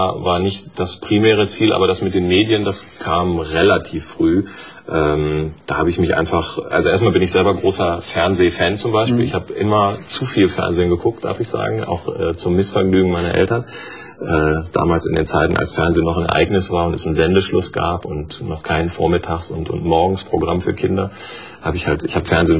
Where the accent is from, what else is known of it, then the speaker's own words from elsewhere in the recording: Harsewinkel, North Rhine-Westphalia, Germany; also born or lived in Bielefeld / Gütersloh; Ich komme aus Ostwestfalen, ja. In Bielefeld geboren, Gütersloh zur Schule gegangen und aufgewachsen in Harsewinkel.